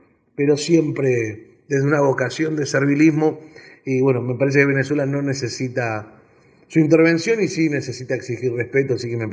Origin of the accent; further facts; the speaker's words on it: Argentina; naturalmente, como argentino